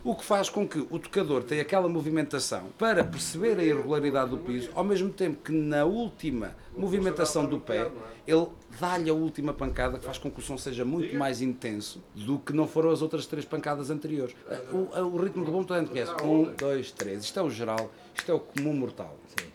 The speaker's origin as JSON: {"language": "Portuguese", "town": "Ornelas do Zêzere", "region": "Castelo Branco", "country": "Portugal", "tie": "born or raised there", "lives_now": "Fundão, Portugal", "said": "Sim, sou natural, de Ornelas do Zezer, moro no Fundão há 30 anos."}